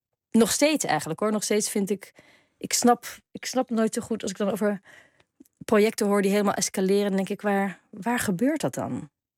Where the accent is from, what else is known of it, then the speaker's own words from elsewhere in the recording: Netherlands; toen ik opgroeide hadden we in Nederland 1, 2 en 3.